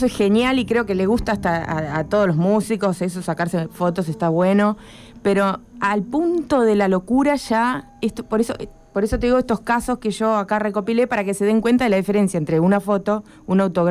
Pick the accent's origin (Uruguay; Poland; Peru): Poland; la polaca.